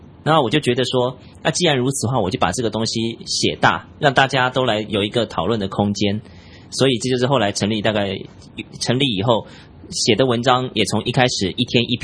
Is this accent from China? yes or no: no; Taiwan; 我来自台湾。